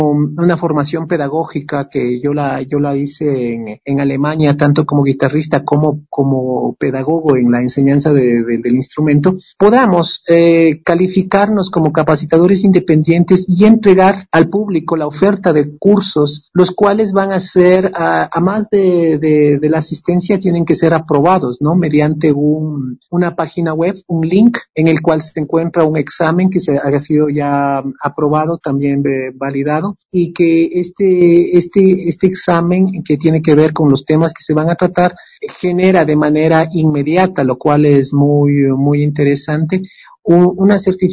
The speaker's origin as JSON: {"language": "Spanish", "town": "Quito", "region": "Pichincha", "country": "Ecuador", "also_born_or_lived": "Kassel, Germany", "moved": "as an adult", "said": "yo pues soy un músico quiteño"}